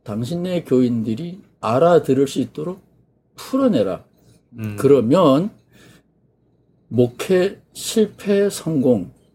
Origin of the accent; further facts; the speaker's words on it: East Coast, South Korea; 제가 어렸을 때 동해안에서 살았기 때문에 무당 문화에 친숙해요.